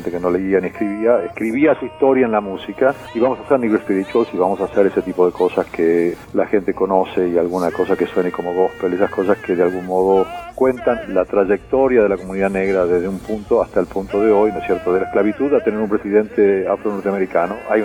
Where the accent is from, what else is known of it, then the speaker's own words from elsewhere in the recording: Argentina; accent: Argentine; now in New York, United States; vivo en New York, de hecho, porque sueno argentino y obviamente blanco